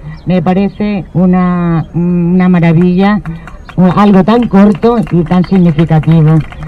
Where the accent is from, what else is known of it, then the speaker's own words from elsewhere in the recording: Spain; Nosotros en mi país, en España, estamos luchando también contra los crímenes del franquismo.